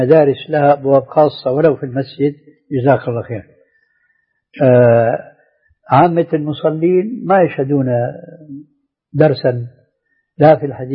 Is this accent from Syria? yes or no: yes; Damascus, Damascus Governorate, Syria; كان عندنا في دمشق مروج موقوفة لرعاية الخيل